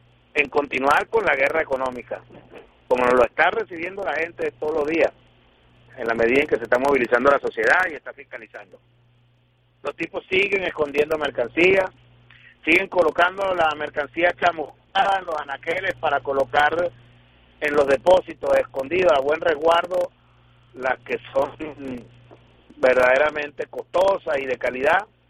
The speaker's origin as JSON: {"language": "Spanish", "country": "Venezuela", "said": "tener que hablarlo en estos términos como venezolanos respecto a nuestro propio país"}